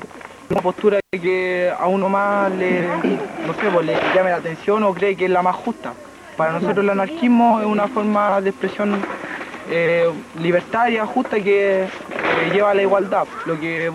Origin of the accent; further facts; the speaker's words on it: Conchalí, Santiago Metropolitan Region, Chile; Y soy de Conchalí.